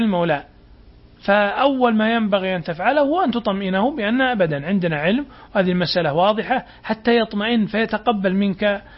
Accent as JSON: {"language": "Arabic", "country": "Saudi Arabia", "said": "وعندنا في السعودية كتاب ضخم من 10 مجلدات"}